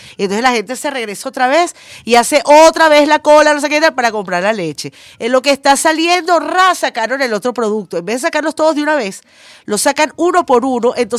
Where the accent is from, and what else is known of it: Venezuela